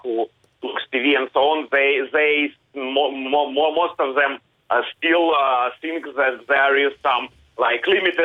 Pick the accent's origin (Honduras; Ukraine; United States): Ukraine; first language Russian; English is a second language; We Ukrainians. My mother tongue is Russian, but I live in Kharkiv. I am Ukrainian of Jewish descent. It's important, and I am not Russian.